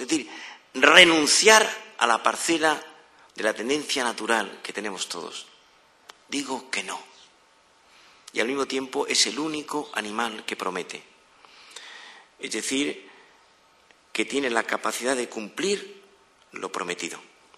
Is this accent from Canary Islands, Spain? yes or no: no; Madrid, Community of Madrid, Spain; Cuando yo voy al extranjero con mi mujer, la gente y digo que vengo de Madrid